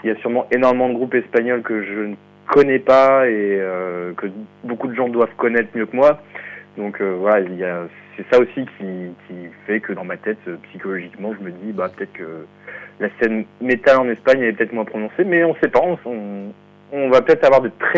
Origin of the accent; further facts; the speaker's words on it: Bordeaux, Nouvelle-Aquitaine, France; nous, on est de Bordeaux, c'est à côté